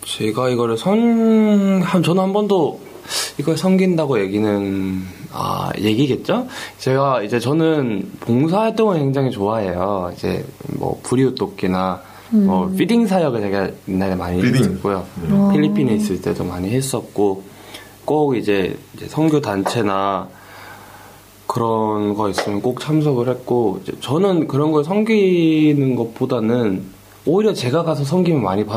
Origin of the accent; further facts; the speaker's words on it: South Korea; 정말 유학생활 하면서 내가 정말 한국인이라는 걸 정말 깨달으면서 합니다.